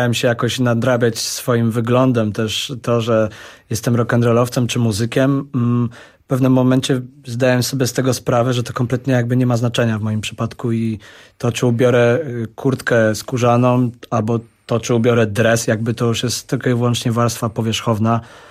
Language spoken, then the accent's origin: Polish; Kraków, Lesser Poland, Poland; ja jestem stąd, jestem Krakusem, mów do mnie normalnie.